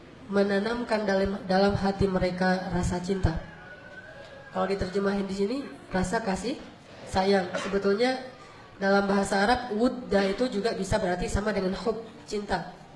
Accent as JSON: {"language": "Indonesian", "region": "Aceh", "country": "Indonesia", "said": "Saya sebagai orang Aceh"}